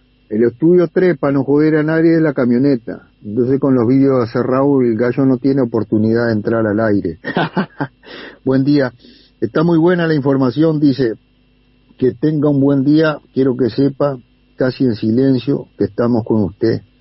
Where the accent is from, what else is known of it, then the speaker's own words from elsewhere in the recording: Punta Espinillo, Montevideo, Uruguay; Yo también soy de Punta Espinillo.